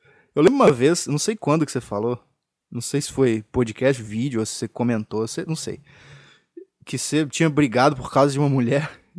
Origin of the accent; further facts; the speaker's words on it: Minas Gerais, Brazil; Caralho, é foda que eu não sou da capital, não sou de Belo Horizonte. E aqui e não dá pra ver jogo foda assim no Mineirão e tal. Aqui tem um time merda da segunda divisão do Campeonato Mineiro